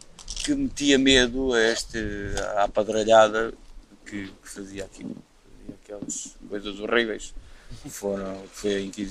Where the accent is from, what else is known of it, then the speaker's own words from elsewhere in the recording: Redondo, Évora, Portugal; Sim, ali de Évora e eu sou do Redondo, que é ali ao lado